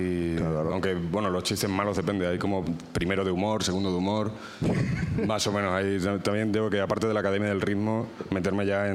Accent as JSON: {"language": "Spanish", "region": "Extremadura", "country": "Spain", "said": "Yo, por ejemplo, yo soy extremeño, yo soy de un pueblo de Badajoz."}